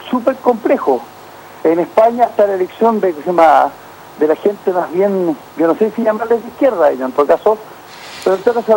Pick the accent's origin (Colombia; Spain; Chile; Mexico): Chile; Lota, Biobío; Porque yo soy penquista, más bien soy lotino, sí.